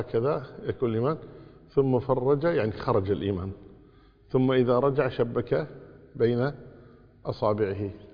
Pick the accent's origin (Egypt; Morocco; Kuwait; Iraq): Kuwait